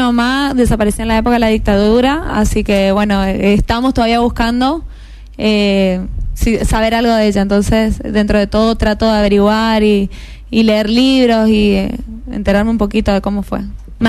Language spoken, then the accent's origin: Spanish; Argentina; por como representante argentina estuve en China 2 veces, el año antepasado y el año pasado